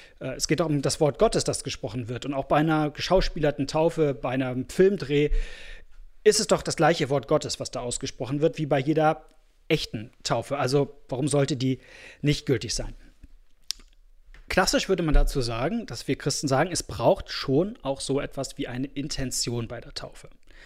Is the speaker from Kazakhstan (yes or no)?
yes; Kazakhstan; und da gibt es auch keine Kirchenbücher in dem kleinen Dorf in Kasachstan, wo ich groß geworden bin